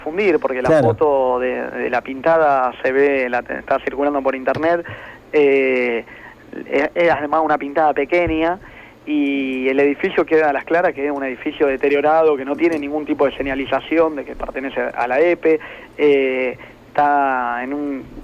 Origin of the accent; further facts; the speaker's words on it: Buenos Aires Province, Argentina; para nosotros que somos pibes del conurbano